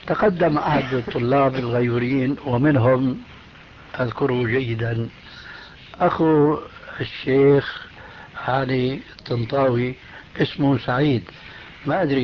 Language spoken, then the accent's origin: Arabic; Damascus, Damascus Governorate, Syria; أخوه عندنا في دمشق